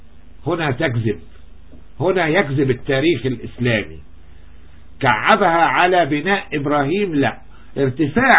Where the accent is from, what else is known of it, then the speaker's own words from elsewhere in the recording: Egypt; تهمني انا كرجل مصري في الحقيقة